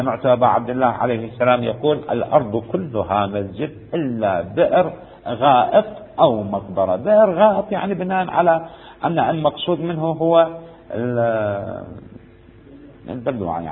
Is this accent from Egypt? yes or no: no; Iraq; الكورة عندنا الكورة احنا يسموها كورة عندنا بالعراق